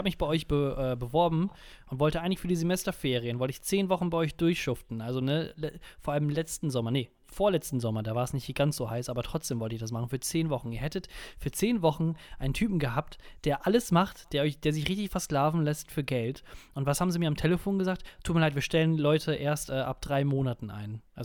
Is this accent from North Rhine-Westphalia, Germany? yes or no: yes; Münster, North Rhine-Westphalia, Germany; Also der Stadt, in Anführungsstrichen, wo ich aufgewachsen bin, wo ich herkomme.